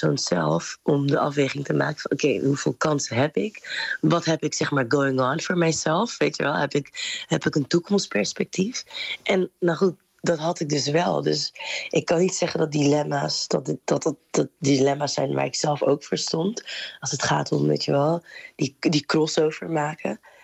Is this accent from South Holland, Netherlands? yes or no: yes; Rotterdam, South Holland, Netherlands; Maar Rotterdam is wel ook een havenstad. Dus ik heb me altijd afgevraagd, ook opgroeiend in Rotterdam